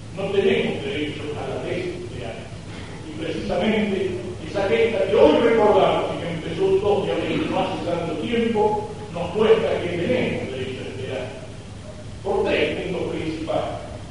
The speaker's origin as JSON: {"language": "Spanish", "country": "Argentina", "said": "no solo nos encontramos como argentinos bajo la bandera de la patria"}